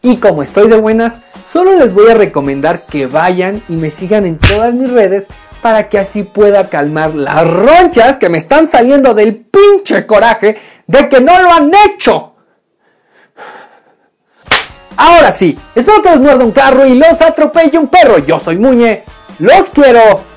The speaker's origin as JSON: {"language": "Spanish", "country": "Mexico", "said": "de nosotros como mexicanos"}